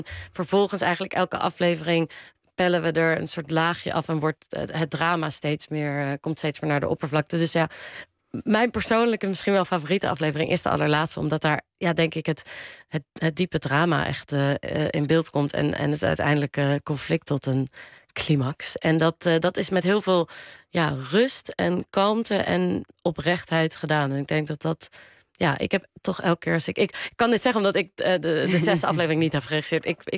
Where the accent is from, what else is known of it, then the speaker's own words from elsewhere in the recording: The Hague, South Holland, Netherlands; Nou, ik kom uit Den Haag.